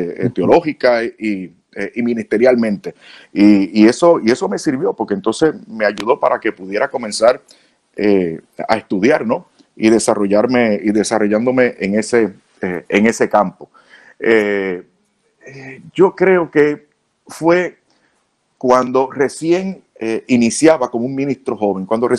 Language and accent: Spanish; Puerto Rico; O sea, yo soy puertorriqueño, como digo, sangre caliente y digo las cosas de frente.